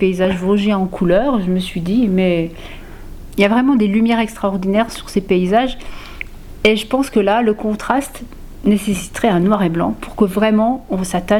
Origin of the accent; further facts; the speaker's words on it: Vagney, Grand Est, France; Oui, je suis originaire de Vanier.